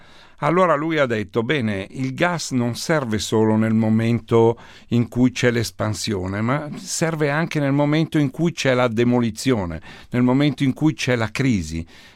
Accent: Monza, Lombardy, Italy; Io sono di Monza, ho una grande passione per l'automobilismo

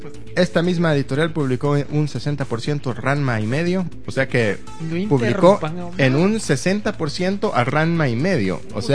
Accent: Mexico City, Mexico; quiero aclararle a Omanaman que no soy del norte. Por aquello del acento. Soy del Distrito Federal. Chilanga

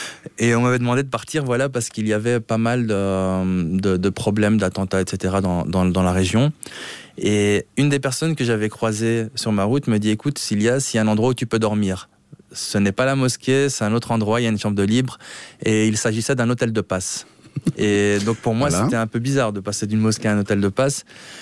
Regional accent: Brussels, Brussels-Capital Region, Belgium; Oui, j'ai grandi à Bruxelles et à Bruxelles, ben voilà, c'est une ville assez cosmopolite.

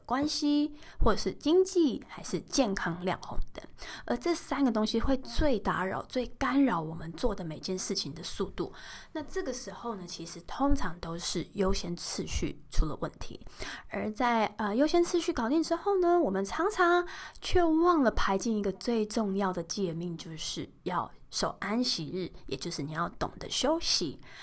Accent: Taiwan; 我们台湾人其实蛮常被人家说哦，你怎么那么鸡婆啊干嘛

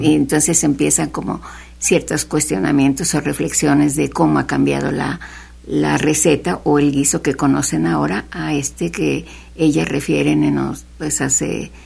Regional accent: Xalapa, Veracruz, Mexico; born there; Yo nací en Jalapa.

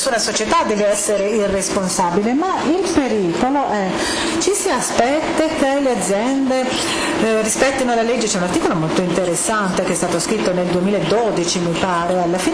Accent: United States; Italian is a second language; Forse perché sono americana, io credo che il termine è stato creato negli Stati Uniti

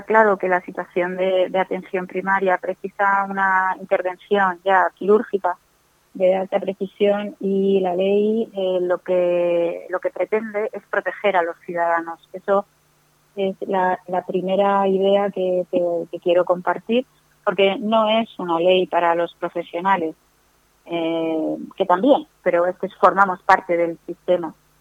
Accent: Spain; todos somos españoles en la Constitución

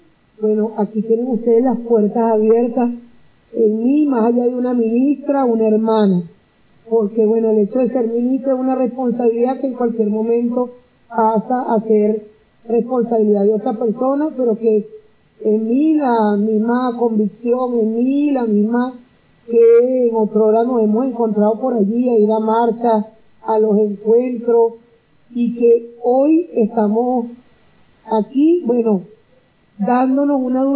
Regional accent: Venezuela; Y en el caso nuestro, como venezolanas y venezolanos, bueno, nuestra hermosa patria

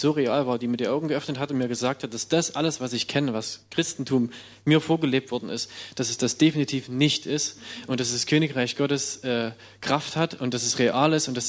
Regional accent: Schneeberg, Saxony, Germany; Ich komme aus Schneeberg, Erzgebirge, Sachsen.

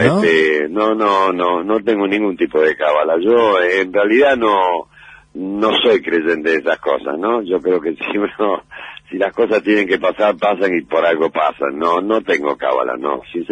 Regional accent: Rosario, Santa Fe, Argentina; moved away as an adult; now in Buenos Aires, Argentina; cuando yo me radiqué en Buenos Aires, allá por el año 68 yo vine de Rosario a ser actor

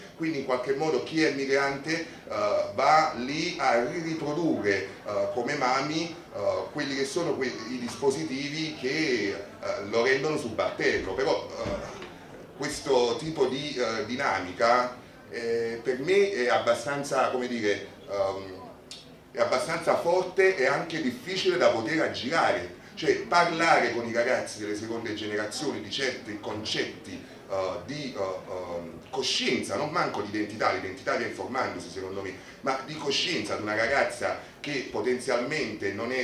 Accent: Naples, Campania, Italy; quando sto con gli italiani, quando sto con i napoletani, sono di Napoli

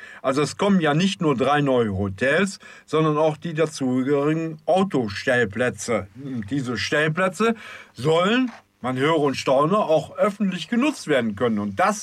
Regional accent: Düsseldorf, North Rhine-Westphalia, Germany; das hört man als Düsseldorfer gerne, Aufwertung des Mintrop-Platzes.

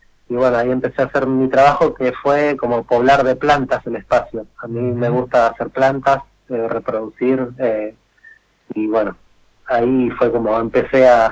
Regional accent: Buenos Aires Province, Argentina; yo nací y me crié en Buenos Aires, en conurbano bonaerense, en zona oeste, uh-huh. Y bueno, mi mamá es cordobesa y mi papá es florense.

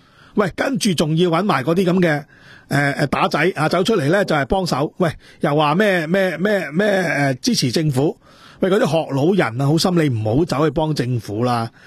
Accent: Dongguan, Guangdong, China; 特別我哋東莞人啊，即係我呢啲歷史我真係清清楚楚。

